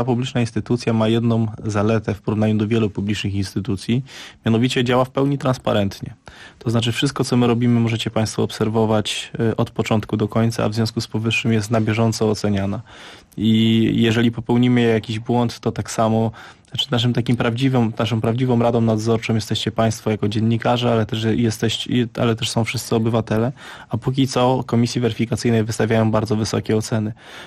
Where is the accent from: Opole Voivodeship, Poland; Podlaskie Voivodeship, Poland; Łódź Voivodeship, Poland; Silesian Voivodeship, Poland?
Opole Voivodeship, Poland; Opole; now in Warsaw, Poland; ja już od prawie dekady mieszkam de facto w Warszawie, chociaż pochodzę z Opola, ja tego nie ukrywam.